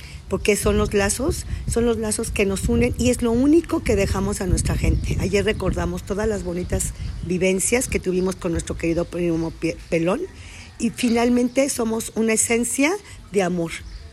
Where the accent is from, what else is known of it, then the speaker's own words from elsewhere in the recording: Mexico; Somos una familia con muchos valores, con muchas enseñanzas, con una gran identidad como mexicanos, con mucha fuerza, con mucho amor.